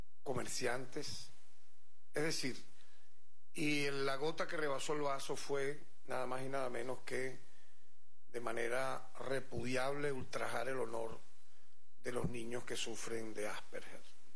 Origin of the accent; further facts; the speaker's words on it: El Tigre, Anzoátegui, Venezuela; born there; casualmente de mi pueblo natal, el Tigre